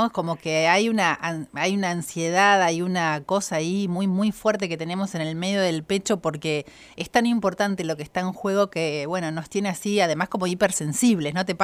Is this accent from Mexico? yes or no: no; La Pampa, Argentina; yo soy de La Pampa y estoy acá